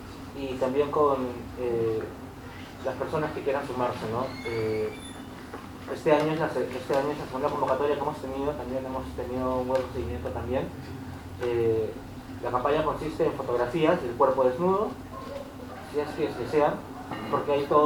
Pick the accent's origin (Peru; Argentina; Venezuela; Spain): Peru; De Brasil no, pero soy de Perú.